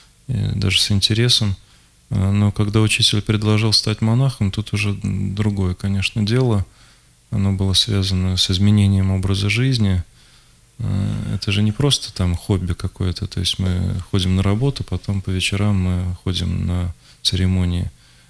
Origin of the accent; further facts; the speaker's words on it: Moscow, Russia; это события октября 93-го года, когда была война прямо в моем родном городе, в Москве.